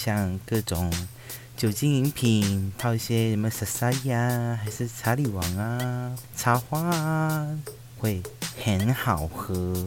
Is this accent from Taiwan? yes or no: yes; Taimali, Taitung County, Taiwan; 因为我老家在泰马里。然后我刚刚讲的是台湾话，是东排的台东的那边台马里的部分，但是说实话我也不是很纯的原住民